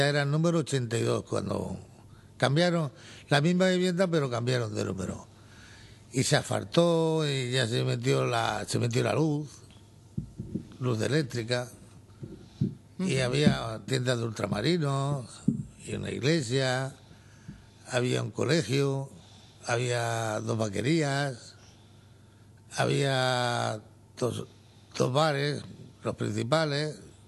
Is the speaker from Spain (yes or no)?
yes; Catalonia, Spain; yo nací allí en La Bomba. Éramos 6 hermanos. Bueno, somos 6 hermanos. Y nacidos allí en La Bomba, mi hermana Carmen y yo.